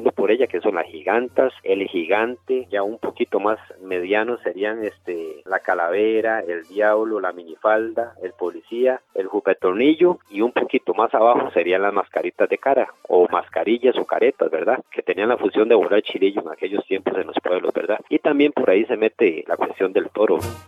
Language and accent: Spanish; Aserrí, San José, Costa Rica; para seguir una de las tradiciones que llegaban en aquellos tiempos a mi pueblo Aserrí